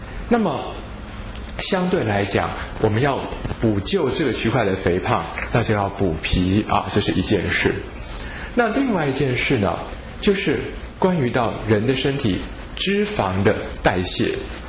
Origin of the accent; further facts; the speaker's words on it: China; 我们中国人可能会说，一个人之所以啊，到了中年男人啊，会肚子有一个啤酒肚